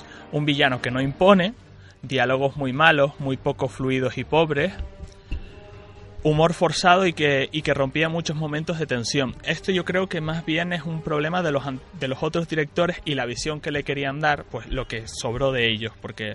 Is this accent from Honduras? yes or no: no; Canary Islands, Spain; como yo soy de Canarias, pues se rodó una parte allí